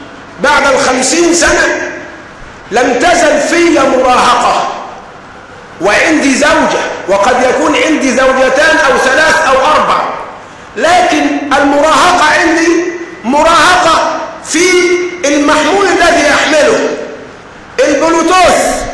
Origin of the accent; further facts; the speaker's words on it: Egypt; ومعلوم أننا كمصريين بيننا التحام، بيننا ارتباط